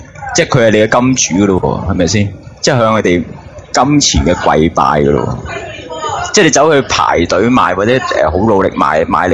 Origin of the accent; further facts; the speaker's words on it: Hong Kong; 喂，我哋香港人，